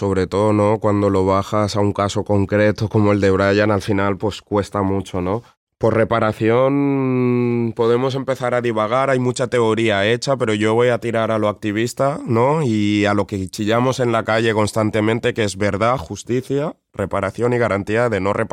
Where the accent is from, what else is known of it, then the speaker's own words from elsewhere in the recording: Spain; no puede ser que yo, siendo español